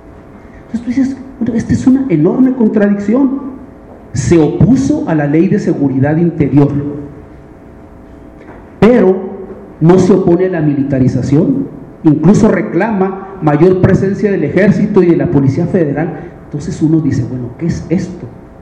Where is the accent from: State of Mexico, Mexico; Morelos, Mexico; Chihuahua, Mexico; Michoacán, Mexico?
Chihuahua, Mexico; Como venimos de Chihuahua, y como hubo una alternancia política, alguna gente creyó que se solucionaban los problemas